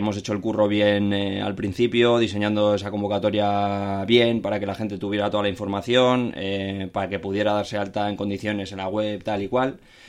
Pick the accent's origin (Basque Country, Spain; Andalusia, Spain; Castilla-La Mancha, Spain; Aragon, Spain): Basque Country, Spain; Bilbao; a pesar de que soy de Bilbao tal y cual y he vivido en el barrio y demás